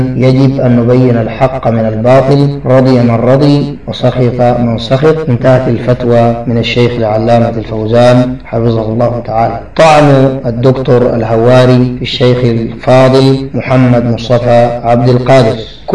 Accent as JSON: {"language": "Arabic", "country": "Sudan", "said": "التي حصلت في بلادنا السودان"}